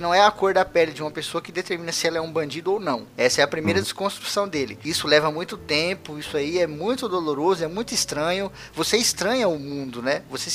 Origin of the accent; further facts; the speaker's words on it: Osasco, São Paulo, Brazil; eu nasci em favela, em Osasco.